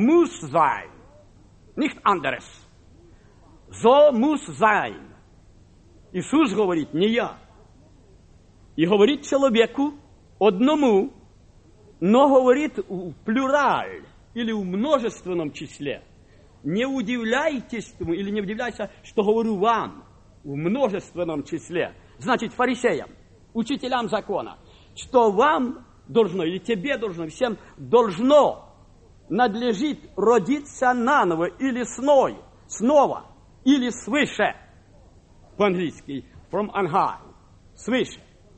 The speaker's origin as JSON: {"language": "Russian", "town": "Kharkiv", "region": "Kharkiv Oblast", "country": "Ukraine", "tie": "born there", "said": "я родился в Харькове, пережил 33-й голод"}